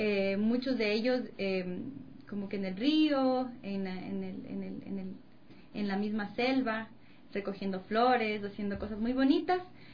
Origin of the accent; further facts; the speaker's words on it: Amazon, Ecuador; also born or lived in Latacunga; Yo nací en La Tacunga, en Cotopaxi, y de ahí, bien pequeñita, mis padres me llevaron a la Amazonía. Ahí me crié